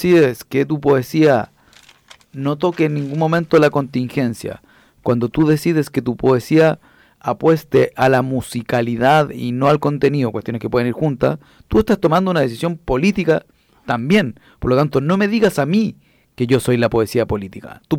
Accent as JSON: {"language": "Spanish", "region": "Santiago Metropolitan", "country": "Chile", "said": "yo fui presidente de ese movimiento y que vengo de La Caro y que fui del barrio Borgoño y de los H."}